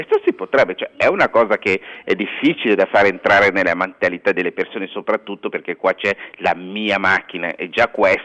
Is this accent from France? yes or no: no; Kinshasa, DR Congo; io sono cresciuto a Kinshasa, che è una città che conta 6 milioni di abitanti.